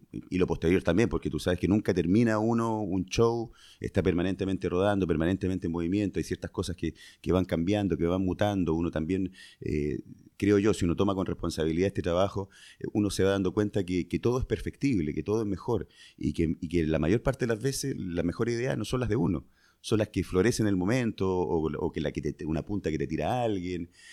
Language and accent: Spanish; Concepción, Biobío, Chile; born there; yo originalmente nací en Concepción, que es una ciudad que está en Concepción, una ciudad que está en la octava región en Chile. Ahí nací...